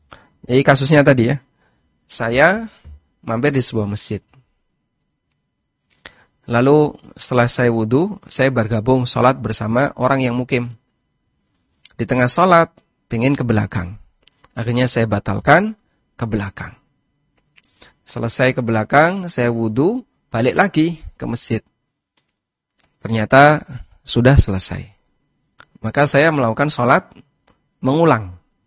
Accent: Lamongan, East Java, Indonesia; now in Yogyakarta, Indonesia; Asal saya dari Lamongan. Saya pindah ke Jogja. Kemudian selanjutnya saya menjadi penduduk Jogja. Ya, rumah saya sekarang berada di Jogja.

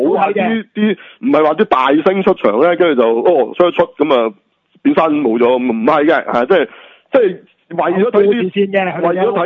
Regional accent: Hong Kong; 我哋香港人真系要赞啊

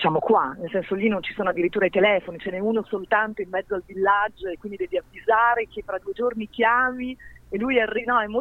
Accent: Bologna, Emilia-Romagna, Italy; siamo appunto cresciuti a Bologna, quindi siamo cresciuti a tortellini e tagliatelle

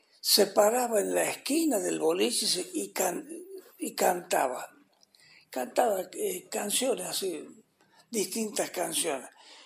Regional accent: Milagro, La Rioja, Argentina; also born or lived in Córdoba; Yo soy riojano, yo soy nacido en Milagro, pero posteriormente estuve viviendo 15 años en Córdoba. Y regresé acá al primer pueblo de mi provincia

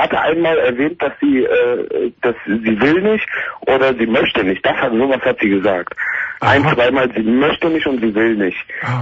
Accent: Siegen, North Rhine-Westphalia, Germany; Also ich komme hier aus den Richtung Siegen, die Ecke. Und da ist alles sehr ländlich und alles.

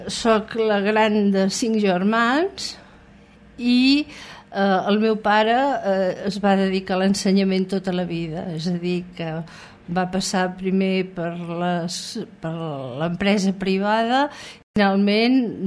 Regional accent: Girona, Catalonia, Spain; born there; Soc nascuda a Girona, concretament al carrer Sant Josep número 3, a la mateixa casa on va néixer Ruïra.

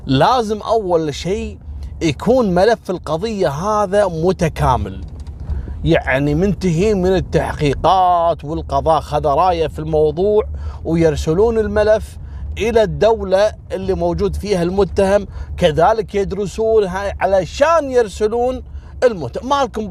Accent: Kuwait; هذا الغزو دمر الدنيا عندنا في الكويت في ملفات القضايا

